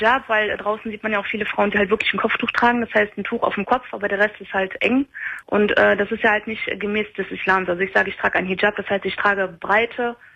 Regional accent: Germany; ich bin Deutsche und ich bin mit 19 zum Islam konvertiert.

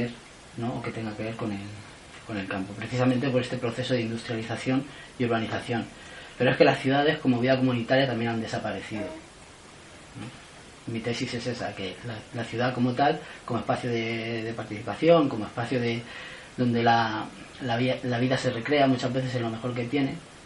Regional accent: Levante, Spain; Yo vengo del Levante y en muchas ciudades el centro histórico es mínimo

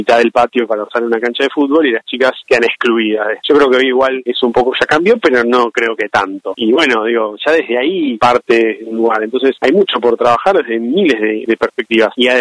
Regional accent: Buenos Aires, Argentina; yo soy porteño

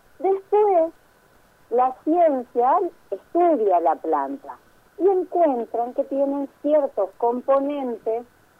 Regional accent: Entre Ríos, Argentina; A mí me encantaba estar en el jardín de mi casa, en los montecitos, yo crecí en Entre Ríos

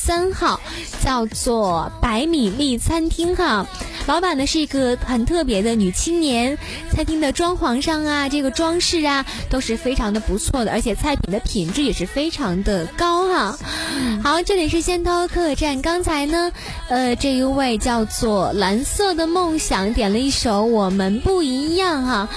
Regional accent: Northeast China, China; 我是东北人嘛，就每次吃到东北菜也是好激动

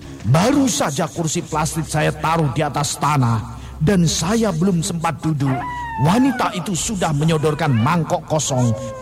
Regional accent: Brebes, Central Java, Indonesia; now in Jakarta, Indonesia; Saya berasal dari Brebes, Jawa Tengah.

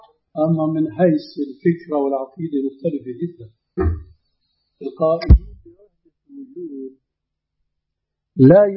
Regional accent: Syria; لكن النوبات مستعملة عندنا في سوريا

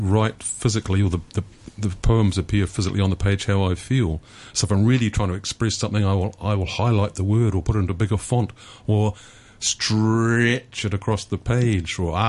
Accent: New Zealand; first language Maori; English is a second language; My first language is Māori, because I am a Māori from New Zealand, and I grew up with that. English, of course, but both Māori and English are official languages in New Zealand, where I grew up initially.

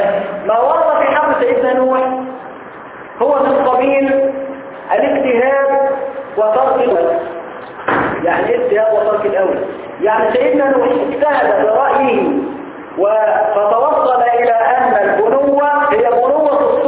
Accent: Egypt; الجماعه اللي عندنا في مصر النهارده

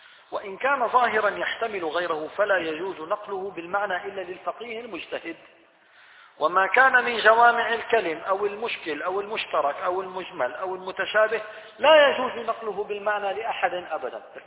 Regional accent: Syria; عندنا في الشام الآن أصبح الأمر مألوفا ليس هذا منكرا

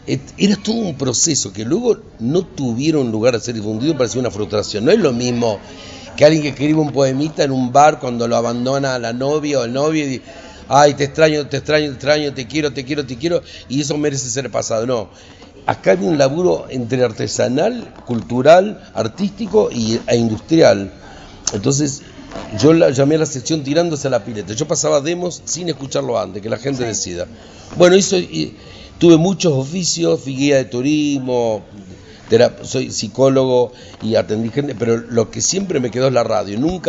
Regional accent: Chaco, Argentina; soy chaqueño y estudié psicología

